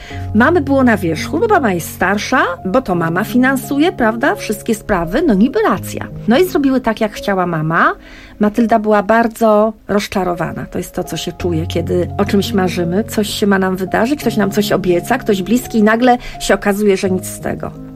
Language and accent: Polish; Gdańsk, Pomeranian Voivodeship, Poland; Ja jestem z Gdańska i od urodzenia mieszkam w Gdańsku, więc moim takim miejscem jest plaża.